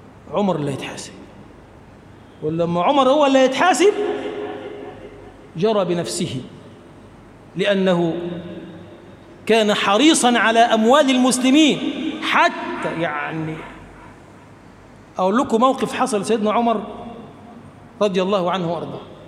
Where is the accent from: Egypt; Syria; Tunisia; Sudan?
Egypt; اللهم اجعل بلدنا مصر بلدا آمنا